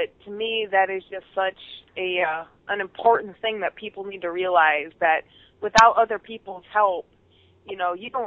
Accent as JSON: {"language": "English", "town": "Buffalo", "region": "New York", "country": "United States", "tie": "born or raised there", "said": "I grew up in Buffalo, New York, so there was a lot of really good underground metal where I lived."}